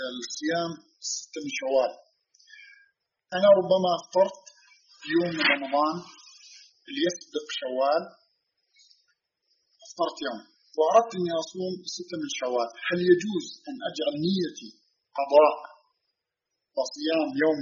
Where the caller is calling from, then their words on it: Canada; ثم أرسلته الفلوس أنا من كندا فوصلت بعد العيد،